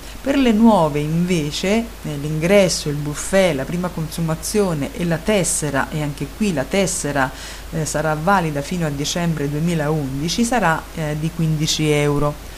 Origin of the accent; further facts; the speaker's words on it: Bologna, Emilia-Romagna, Italy; C'è anche un recapito telefonico 051, quindi sono di Bologna